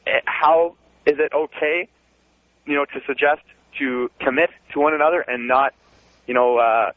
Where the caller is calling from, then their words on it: Canada; I'm calling from Canada.